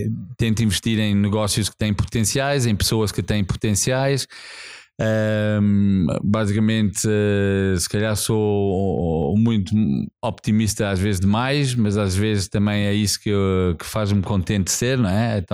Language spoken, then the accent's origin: Portuguese; South Africa; Eu também, assim, nasci na África do Sul, tive uma juventude num tempo que foi um tempo muito diferente, um país que estava a passar muitas mudanças